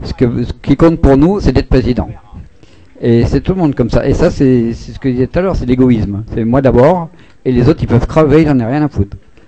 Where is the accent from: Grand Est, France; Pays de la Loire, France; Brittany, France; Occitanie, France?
Grand Est, France; Moi, je suis Lorrain, c'est qu'il y a déjà plein d'échanges entre l'Allemagne et la Lorraine